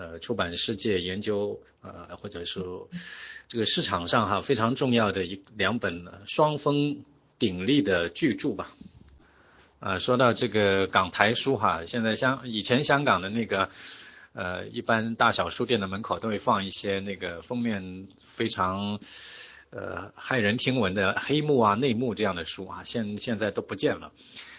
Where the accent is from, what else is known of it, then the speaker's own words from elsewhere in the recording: China; 那么我们中国人呢，在晚清之前呢，从来都不认为我们是万国中的一国啊